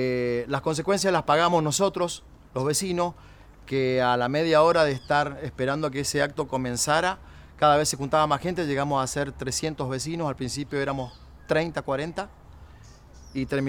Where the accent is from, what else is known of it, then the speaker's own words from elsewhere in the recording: Uspallata, Mendoza, Argentina; soy de Uspallata, soy emprendedor, papá, comerciante, músico, integrante de la Asamblea de Uspallata desde que estoy en ese lugar, hace 12 años, poco más.